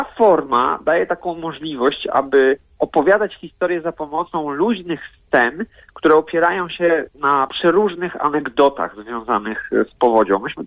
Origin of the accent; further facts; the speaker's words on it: Wrocław, Lower Silesian Voivodeship, Poland; ja powiedziałem, że jestem z Wrocławia